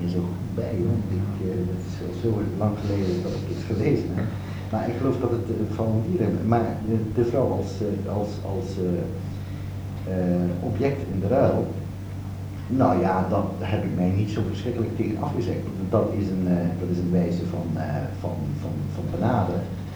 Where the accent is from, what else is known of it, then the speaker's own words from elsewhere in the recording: Amsterdam, North Holland, Netherlands; ik als Amsterdammer, als functionalist naar Nieuw-Guinea vertrok en dat ik als structuralist terugkwam.